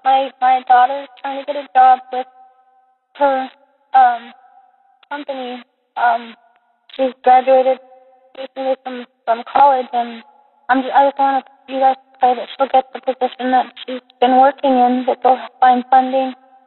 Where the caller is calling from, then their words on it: New Mexico, United States; I'm calling from New Mexico.